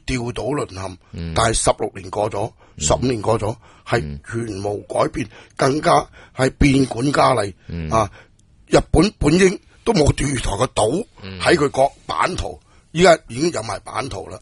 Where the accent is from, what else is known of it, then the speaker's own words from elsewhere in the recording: China; 我系中国人